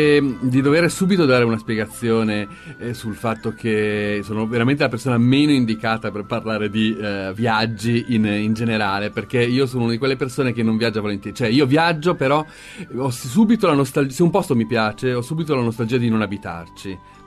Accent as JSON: {"language": "Italian", "town": "Milan", "region": "Lombardy", "country": "Italy", "said": "Io sono di Milano"}